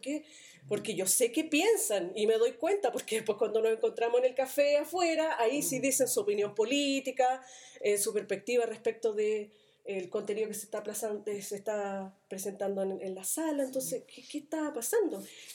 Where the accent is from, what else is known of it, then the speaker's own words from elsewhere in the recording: Independencia, Santiago Metropolitan Region, Chile; yo me crié en la Juan Antonio Ríos, número 2, Independencia, antes eso era Renca.